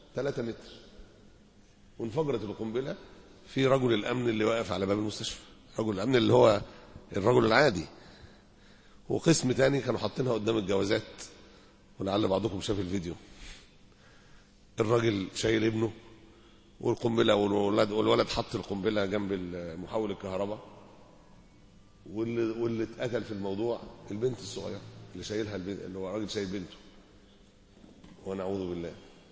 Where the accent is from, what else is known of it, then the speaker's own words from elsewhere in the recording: Alexandria, Alexandria Governorate, Egypt; احنا دلوقتي عندنا في اسكندرية